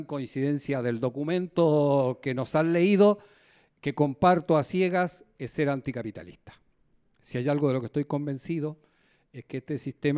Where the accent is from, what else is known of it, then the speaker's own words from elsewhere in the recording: Santiago, Santiago Metropolitan Region, Chile; moved away as an adult; now in Argentina; Yo soy chileno y soy santiaguino y tengo dos barrios en mi cabeza, en mi piel, en mi corazón, en mi olfato, ¿no? En mis oídos.